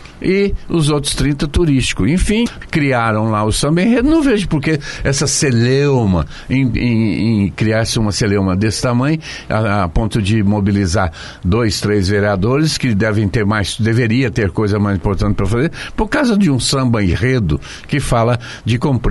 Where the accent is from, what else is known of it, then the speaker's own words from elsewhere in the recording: Foz do Iguaçu, Paraná, Brazil; eu sou de Foz do Iguaçu.